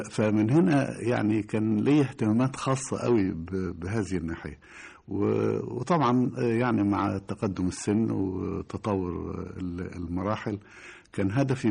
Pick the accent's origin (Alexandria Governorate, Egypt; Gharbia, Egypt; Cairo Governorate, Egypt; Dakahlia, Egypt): Cairo Governorate, Egypt; Cairo; لأن أنا تربيت في القاهرة لم أكن على صلة بالريف على وجه الإطلاق.